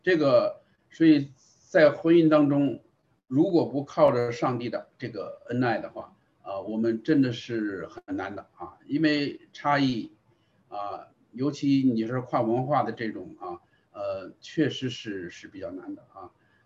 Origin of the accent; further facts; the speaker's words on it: North China, China; 这个像我是来自于中国啊，我是在那个环境下长大的，我的太太呢是来自于香港啊，所以我们也可以说是背景文化不太一样的啊。所以呢我是北方人